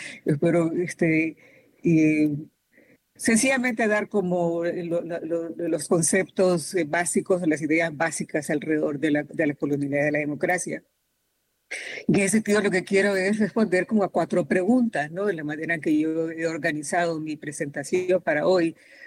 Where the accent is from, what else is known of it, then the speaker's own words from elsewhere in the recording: Honduras; now in California, United States; yo soy hondureña, pero les hablo desde California.